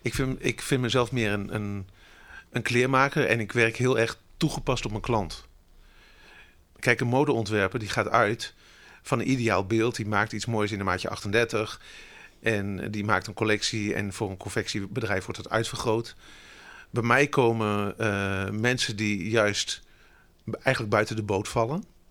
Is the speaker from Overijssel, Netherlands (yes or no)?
no; Gelderland, Netherlands; Ik ben geboren en getogen in de Achterhoek. Ik ben een boerenzoon